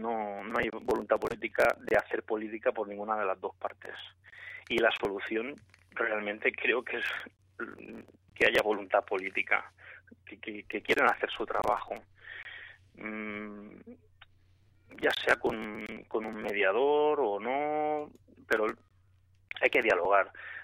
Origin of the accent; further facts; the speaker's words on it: Catalonia, Spain; un ciudadano catalán. Yo nací aquí en Cataluña y, bueno, mi padre es catalán, mi madre es de Jaén, es andaluza, pero todos mis abuelos son andaluces. Pero, bueno, yo he nacido aquí en Cataluña y, bueno, me siento catalán